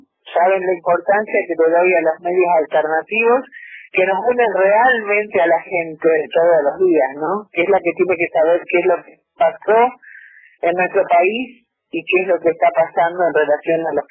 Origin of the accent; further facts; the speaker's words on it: Rosario, Santa Fe, Argentina; yo soy rosarina, yo fui presidenta nacional durante los 4 años del gobierno de Macri y ahora soy vicepresidenta nacional, pero vivo en Rosario.